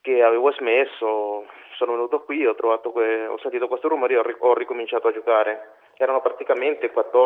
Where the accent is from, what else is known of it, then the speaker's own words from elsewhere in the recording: Managua, Nicaragua; Italian is a second language; now in Italy; Io vengo di Managua, la capitale del Nicaragua, dove giocavo in serie, diciamo, serie B.